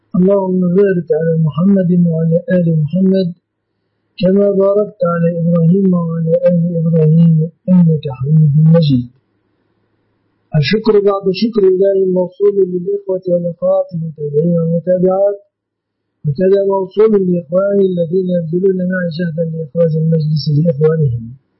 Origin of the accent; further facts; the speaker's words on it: Egypt; لأن الذهب في مصر في بلادنا مصر من الصداق